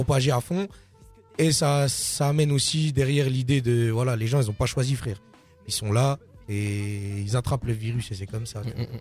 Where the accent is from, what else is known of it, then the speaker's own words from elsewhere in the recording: Besançon, Bourgogne-Franche-Comté, France; Toi-même, tu sais, on est de Besançon.